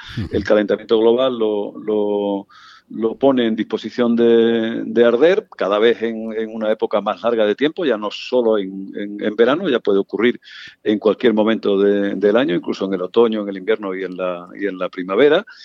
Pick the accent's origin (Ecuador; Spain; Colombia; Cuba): Spain; Extremadura; muy cerca de la frontera de mi tierra, de Extremadura